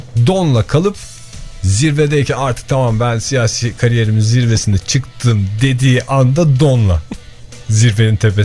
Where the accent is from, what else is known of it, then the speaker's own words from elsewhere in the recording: Izmir, İzmir, Turkey; Yani bir İzmirli olarak bunu açık yüreklilikle söyleyebilirim.